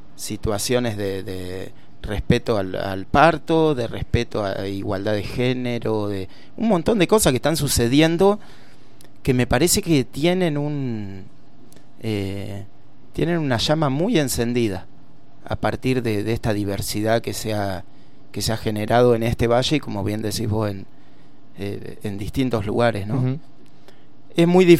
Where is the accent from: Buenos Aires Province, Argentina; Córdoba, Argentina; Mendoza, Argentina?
Buenos Aires Province, Argentina; Yo vengo de casi de la Patagonia, del sur del sur de la provincia de Buenos Aires.